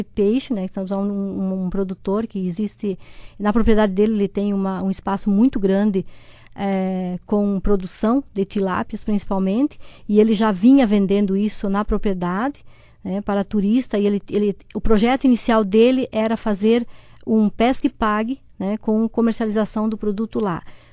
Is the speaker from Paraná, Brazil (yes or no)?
no; Santa Catarina, Brazil; porque eu venho do Oeste, então eu tenho a minha história é feita no Oeste.